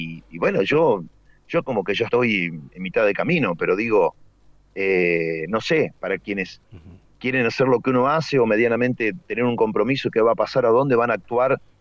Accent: Córdoba, Argentina; Córdoba, estamos a 100 de La Pampa, San Luis, Buenos Aires, estamos en un rinconcito. Por eso no tenemos tonada cordobesa, si bien somos cordobeses, pero estamos muy, muy de Buenos Aires o La Pampa.

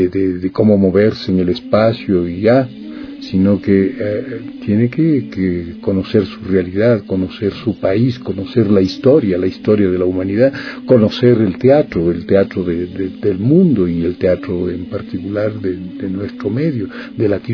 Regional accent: Quito, Pichincha, Ecuador; born there; Yo nací en Quito el 23 de enero de 1943.

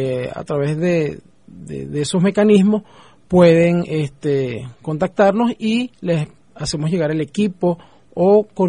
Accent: Falcón, Venezuela; No, yo soy del Estado Falcón, específicamente.

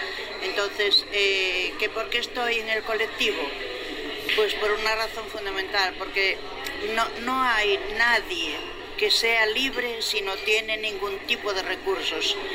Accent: A Coruña, Galicia, Spain; soy una mujer mayor, jubilada ya, y soy de Coruña

